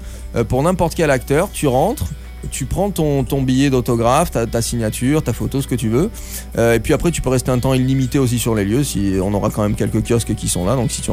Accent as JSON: {"language": "French", "region": "Southern France", "country": "France", "said": "Vous l'avez compris, je suis français. Et c'est un peu comme les Parisiens vis-à-vis des villes de province. Moi, je suis du sud de la France au départ."}